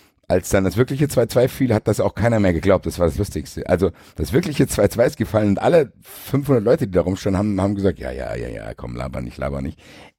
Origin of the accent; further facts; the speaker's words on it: Frankfurt, Hesse, Germany; Wir wollen auch gar nicht hier prallen als Frankfurter, weil wir da verwöhnt sind